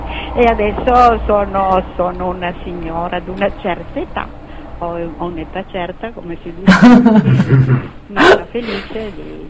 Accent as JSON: {"language": "Italian", "town": "Trieste", "region": "Friuli-Venezia Giulia", "country": "Italy", "tie": "born or raised there", "also_born_or_lived": "Rijeka", "moved": "as an adult", "lives_now": "Brussels, Belgium", "said": "sono nata a Fiume che adesso, io dico sempre purtroppo, si chiama Rijeka, è diventata Jugoslavia, poi adesso è Croazia, subito dopo la fine della Seconda Guerra Mondiale, con la mia famiglia ritrovata, ci siamo stabiliti a Trieste"}